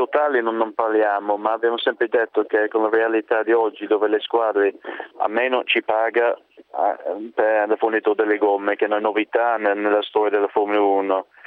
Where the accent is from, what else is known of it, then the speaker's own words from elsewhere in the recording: England, United Kingdom; Italian is a second language; Io sono inglese